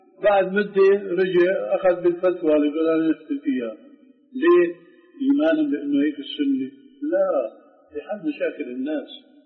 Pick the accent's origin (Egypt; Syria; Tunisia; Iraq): Syria; Damascus, Damascus Governorate; عندنا في دمشق في أربعة محاريب